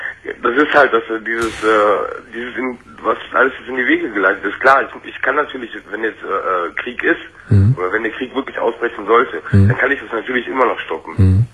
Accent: Germany; born or raised there; also born or lived in Turkey

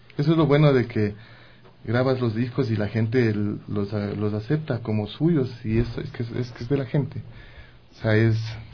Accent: Ecuador; somos grupos ecuatorianos haciendo rock ecuatoriano.

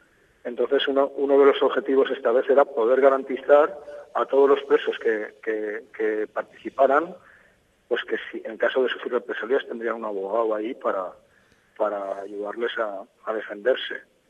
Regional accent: Valencia, Valencian Community, Spain; soy de Valencia.

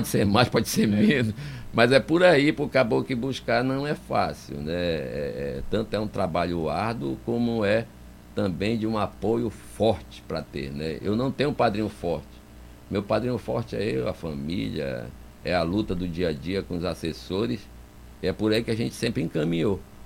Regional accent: Manaus, Amazonas, Brazil; born there; nossa cidade querida, que eu nasci em Manaus... Daqui não pretendo sair.

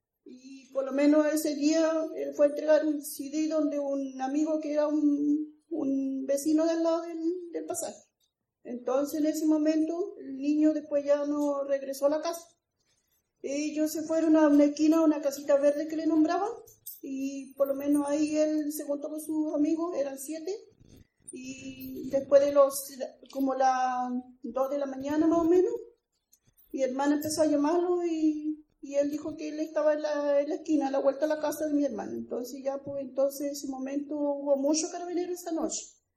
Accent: Puerto Montt, Los Lagos, Chile; Vengo de Puerto Montt

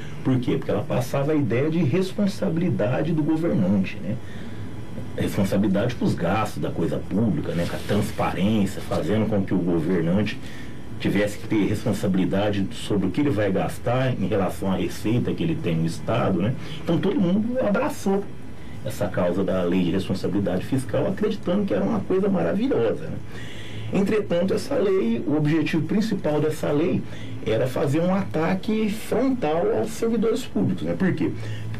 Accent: São Paulo, Brazil; para nós que somos paulistas

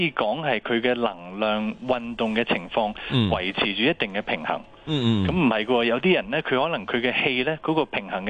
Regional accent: China; 因为我哋中国人有一句说话咧，叫做一元之始，万象更新。

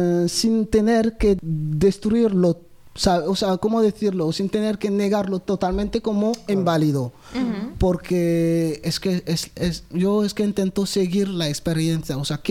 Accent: Côte d’Ivoire; Y claro, ahí pues yo soy de Costa de Marfil, Burkina Faso es justo al lado.

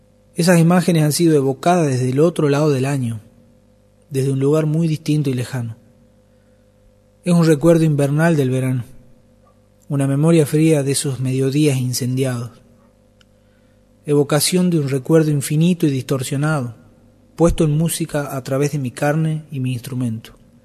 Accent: Tilcara, Jujuy, Argentina; aquello que cada año había vivido desde mi infancia en mi tierra natal, Tilcara.

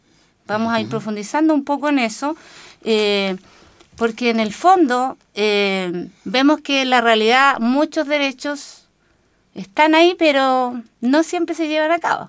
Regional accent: Colbún, Maule, Chile; soy de Colbún, nací y criada, como nos gusta decir

